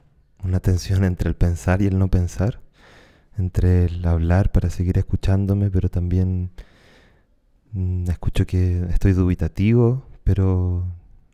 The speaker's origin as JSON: {"language": "Spanish", "region": "Valparaíso", "country": "Chile", "said": "Soy de Valparaíso."}